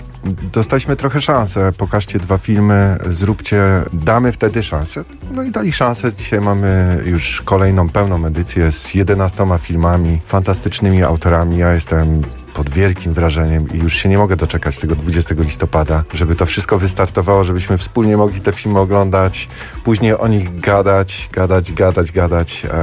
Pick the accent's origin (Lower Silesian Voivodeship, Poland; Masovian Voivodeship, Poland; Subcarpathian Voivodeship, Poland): Lower Silesian Voivodeship, Poland; Wrocław; ja z Wrocławia jestem, tak.